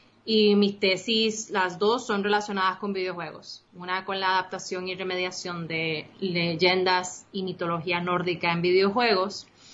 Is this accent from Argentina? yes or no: no; Puerto Rico; accent: Costa Rican; also born or lived in Costa Rica; yo soy costarricense, yo nací en Costa Rica, tengo toda una vida viviendo en Puerto Rico, pero si mi acento suena medio extraño a veces, porque de momento se me sale la pronunciación costarricense.